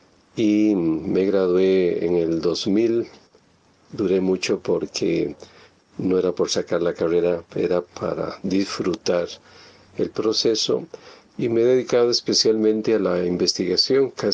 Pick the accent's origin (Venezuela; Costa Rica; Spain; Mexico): Costa Rica; Santo Domingo, Heredia; born there; nací en San Miguel de Santo Domingo de Heredia y soy sacerdote de la arquidiócesis de San José, ordenado en diciembre de 1984.